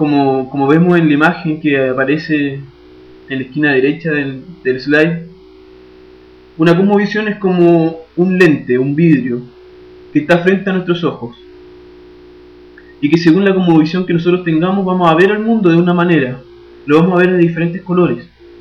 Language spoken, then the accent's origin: Spanish; Chile; now in Brazil; un chileno estudiante de teología. Actualmente estoy estudiando en un seminario de la Iglesia Presbiteriana de Brasil. Estoy preparándome para ser pastor de mi iglesia en Chile, de la Iglesia Presbiteriana Nacional.